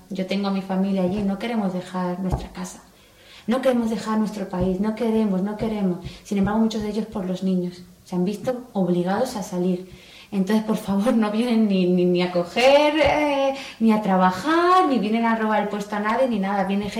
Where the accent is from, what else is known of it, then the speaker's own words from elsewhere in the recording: Spain; aquí, como yo, española, pues no hablaban